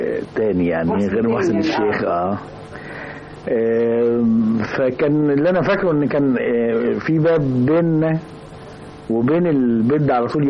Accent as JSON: {"language": "Arabic", "town": "Mit Ghamr", "region": "Dakahlia", "country": "Egypt", "tie": "born or raised there", "also_born_or_lived": "Mansoura", "said": "هو أنا مولود في المنصورة بس اتربيت في ميت غمر, يعني اتولدت في المنصورة لأن كان بيت أمي في المنصورة"}